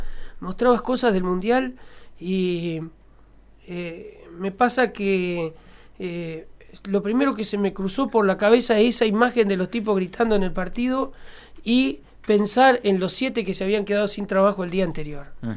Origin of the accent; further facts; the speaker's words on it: Colonia Bremen, Córdoba, Argentina; Es la capital del departamento donde está Colonia Bremen, mi pueblo.